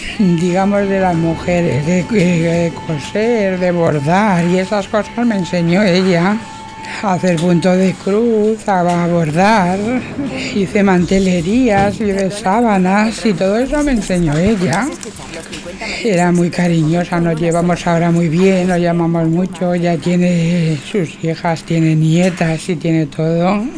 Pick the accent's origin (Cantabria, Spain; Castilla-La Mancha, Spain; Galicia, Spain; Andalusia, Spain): Castilla-La Mancha, Spain; Almorox; yo soy de Almorós, de la provincia de Toledo